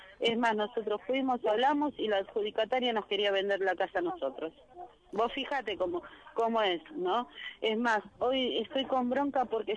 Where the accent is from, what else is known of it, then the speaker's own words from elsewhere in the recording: Moreno, Buenos Aires Province, Argentina; me da vergüenza decir que soy de Moreno, me da vergüenza.